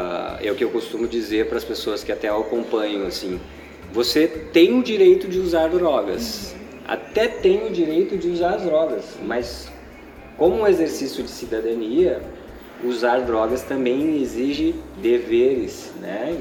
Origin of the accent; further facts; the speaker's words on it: Vitória, Espírito Santo, Brazil; now in Porto Alegre, Brazil; Eu atuei como redutor de danos em Vitória, no Espírito Santo, que é minha cidade natal.